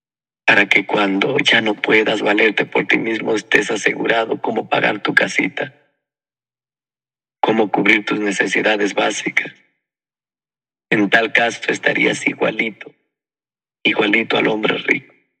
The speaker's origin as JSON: {"language": "Spanish", "country": "Guatemala", "said": "Lo que más buscan las personas aquí en mi país, los que laboran, es estar asegurados con el ICSS, el Instituto Guatemalteco de Seguridad Social."}